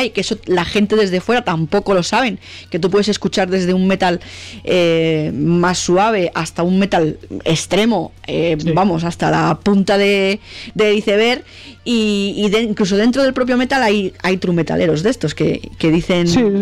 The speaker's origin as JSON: {"language": "Spanish", "region": "Catalonia", "country": "Spain", "said": "yo soy de Cataluña y le pasa lo mismo a las bandas de aquí de metal que cantan en catalán."}